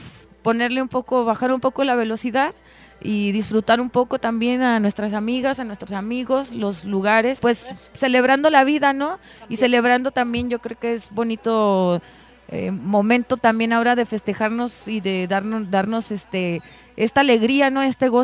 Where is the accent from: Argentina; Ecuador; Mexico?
Mexico; Tijuana, Baja California; nosotros salimos de Tijuana hace...